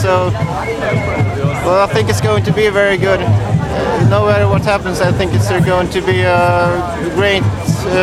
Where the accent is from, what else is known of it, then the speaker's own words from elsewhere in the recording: Gothenburg, Västra Götaland, Sweden; I come here from Gothenburg in Sweden.